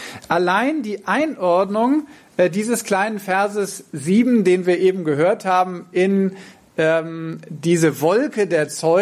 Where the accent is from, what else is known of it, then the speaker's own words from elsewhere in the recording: Verden an der Aller, Lower Saxony, Germany; ich komme aus Verden an der Aller